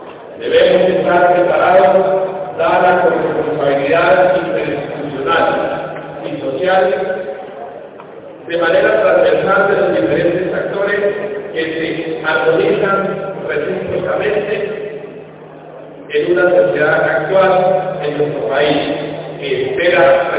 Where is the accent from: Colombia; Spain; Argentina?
Colombia; Y como colombianos nos preguntamos